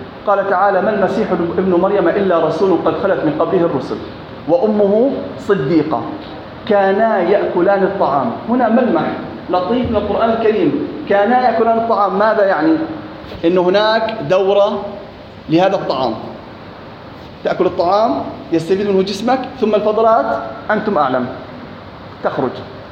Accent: Jordan; أنا أردني

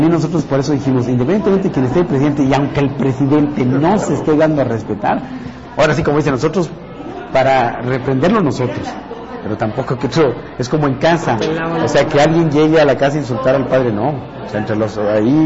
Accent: Mexico; también como mexicano te sientes mal si el presidente sale y habla

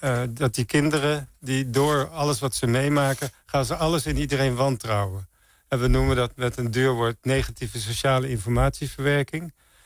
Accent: Santpoort, North Holland, Netherlands; Nee, ik kom uit Zandpoort. Het is een heel... tegen Bloemendaal aan.

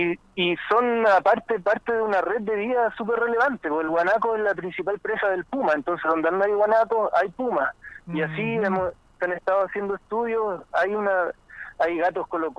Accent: Valparaíso, Chile; moved away; yo soy de Valparaíso, compañero, y llegué aquí a esta tierra afortunadamente hace unos 2 años, poquito antes del estallido, y me enamoré de este lugar.

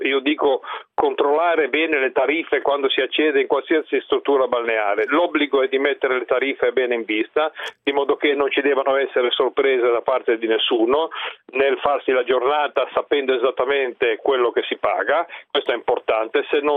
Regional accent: Liguria, Italy; Mi fa piacere che anche da così lontano rispetto a me, che sono ligure, si conferma che le tariffe sono identiche

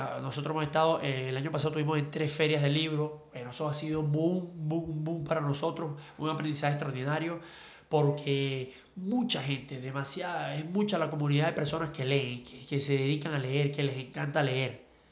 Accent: Ciudad Bolívar, Bolívar, Venezuela; moved away as an adult; now in Caracas, Venezuela; Nací en Ciudad Bolívar. Sí, por allá me crié hasta la mayoría de edad y luego, bueno, me vine a la capital y al tiempo, tengo aquí que 10, 12 años más o menos.

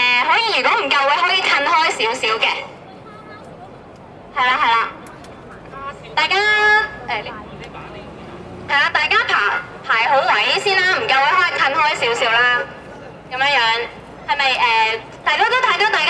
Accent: Hong Kong; 但係亦都係顯示到我哋香港人，我哋雖然可能平時好縮骨

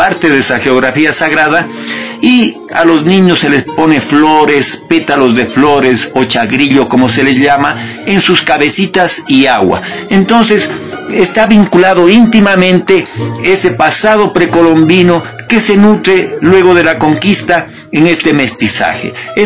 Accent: Cuenca, Azuay, Ecuador; yo crecí en Cuenca, y en Cuenca era común que en las casas, la familia, los vecinos mataban un cerdo, preparaban morcillas, fritada, dulces de todo tipo.

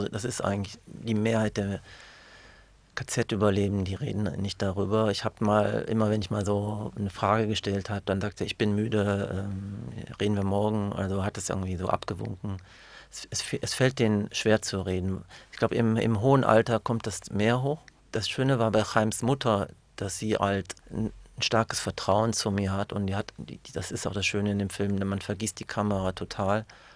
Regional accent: Germany; Als Deutscher, als Jude, also dass ich da in diesem Konflikt war.

